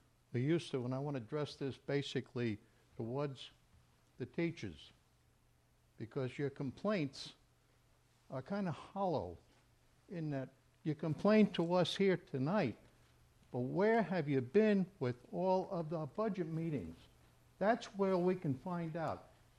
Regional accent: Alexandria, United States; I'm from Alexandria.

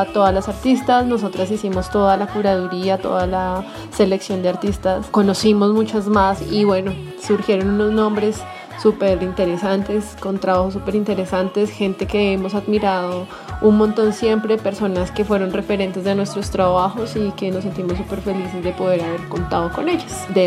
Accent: Colombia; soy artista urbana de Colombia

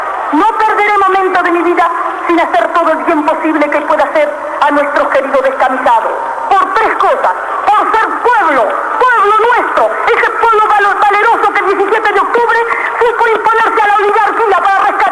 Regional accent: Argentina; Yo como mujer argentina y como mujer de pueblo

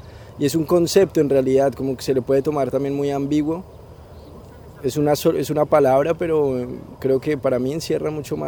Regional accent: Colombia; De Colombia.

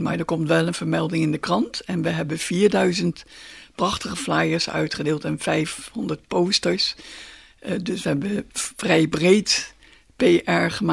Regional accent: Netherlands; Ik bedoel, wij zijn Hollanders en we zijn gewend om in regen te wandelen en te fietsen.

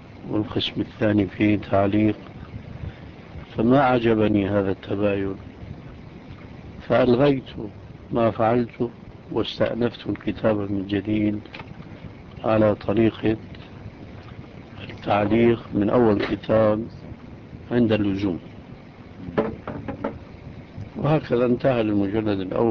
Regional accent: Syria; كان عندنا في سوريا ريش للكتابة

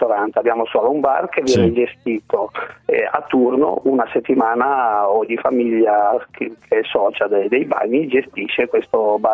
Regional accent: Liguria, Italy; anche se siamo liguri, non è tanto risparmio

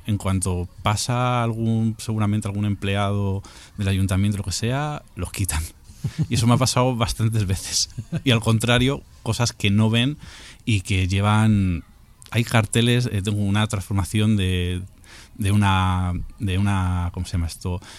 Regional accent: Madrid, Community of Madrid, Spain; justo yo soy de Usera, eso me pilla relativamente cerca

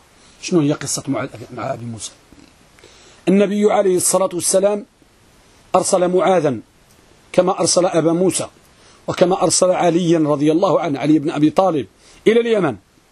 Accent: Morocco; احنا عندنا في المغرب كنقولوا الحديث ملقم،

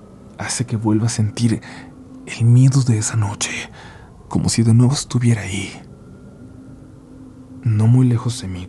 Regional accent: Durango, Mexico; Nosotros somos de una comunidad turística del estado de Durango

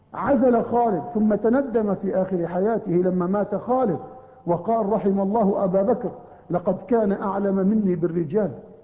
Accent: Palestine; فأنا فلسطيني

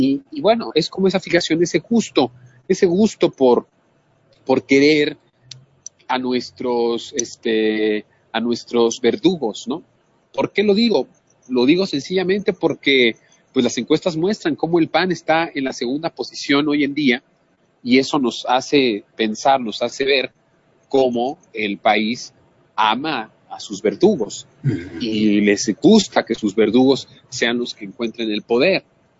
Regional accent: Mexico; seguimos siendo los mexicanos, esos mexicanos que nos dejamos engañar, que nos dejamos manipular.

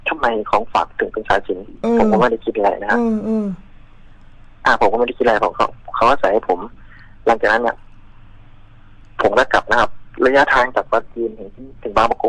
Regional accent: Prachinburi, Thailand; ผมเป็นคนพื้นเพผมเป็นคนปราจีนบุรีนะ

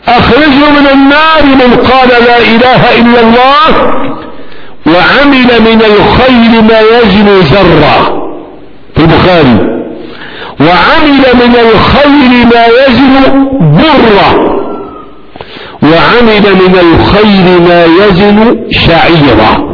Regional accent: Egypt; أنا مصري هنا، أديت فتوى في مصر

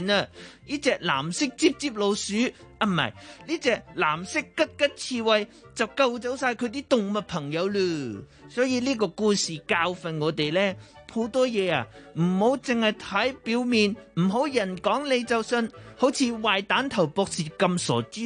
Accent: Japan; Cantonese is a second language; 各位老师，各位同学，大家好，我是来自日本的

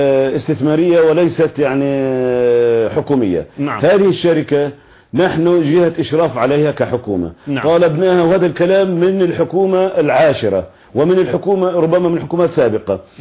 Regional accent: Palestine; لأنه مصلحتنا كفلسطينيين نعلم تماما ويقينا أنها مع الوحدة الوطنية الفلسطينية

